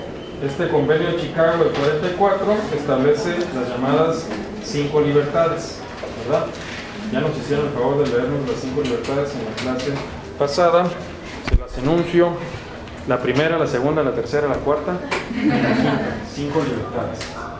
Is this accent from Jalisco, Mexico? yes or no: no; Baja California, Mexico; Pues soy de Baja California.